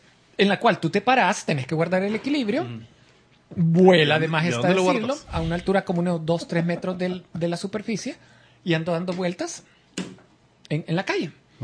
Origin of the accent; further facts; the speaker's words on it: San Salvador, El Salvador; Estoy en el pasaje donde, en las colonias donde viví en mi niñez, allá por el Boulevard de los Héroes.